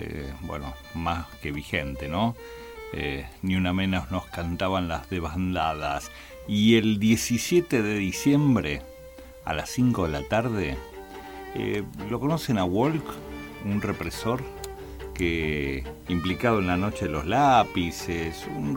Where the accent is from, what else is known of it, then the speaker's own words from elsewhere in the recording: Mar del Plata, Buenos Aires Province, Argentina; he nacido en Capital Federal, pero criado acá y exiliado y claro, vuelta aquí a Mar del Plata, de idas y vueltas.